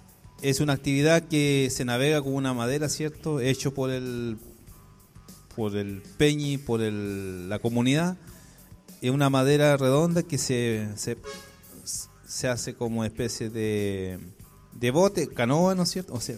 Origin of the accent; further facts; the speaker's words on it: Araucanía, Chile; yo vengo de la zona del Budi